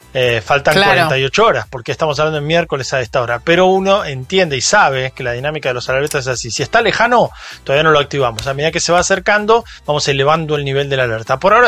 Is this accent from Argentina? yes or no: yes; Bahía Blanca, Buenos Aires Province, Argentina; Yo soy de Bahía Blanca